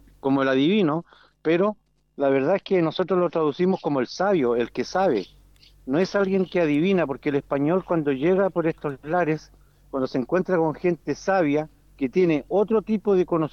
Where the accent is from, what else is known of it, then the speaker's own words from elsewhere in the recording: Valparaíso, Chile; Venimos de la provincia de Petorca, de la región de Valparaíso, de Chile.